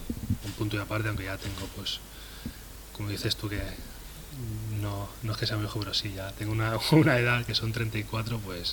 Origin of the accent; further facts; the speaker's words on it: Catalonia, Spain; los dos somos catalanes, si eso te vale